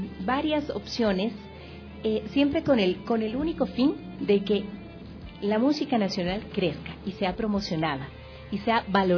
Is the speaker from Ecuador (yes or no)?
yes; Ecuador; sepamos que todos somos ecuatorianos.